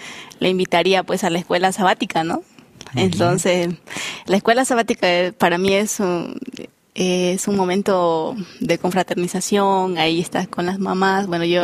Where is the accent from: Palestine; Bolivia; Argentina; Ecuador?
Bolivia; Oriente; Yo soy del Oriente